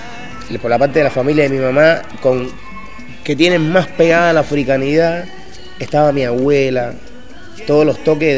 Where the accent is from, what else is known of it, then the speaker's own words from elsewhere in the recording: Havana, Cuba; born there; Bueno, yo nací en La Habana en el año 64, el 31 de diciembre.